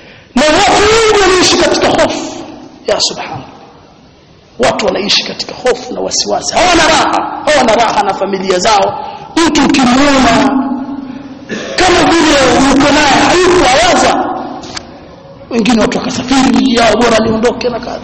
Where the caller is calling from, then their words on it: Kigoma, Tanzania; mimi napiga simu natoka Kigoma